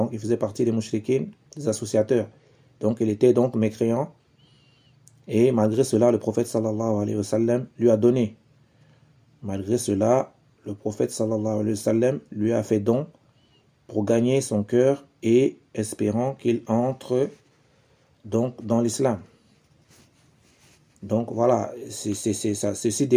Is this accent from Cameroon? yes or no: yes; Cameroon; ici chez nous au Cameroun